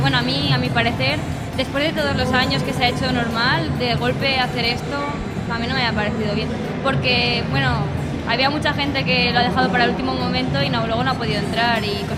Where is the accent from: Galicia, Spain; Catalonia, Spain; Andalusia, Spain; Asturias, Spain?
Catalonia, Spain; Barcelona; vais disfrazada de la panda. Y soy de Barcelona.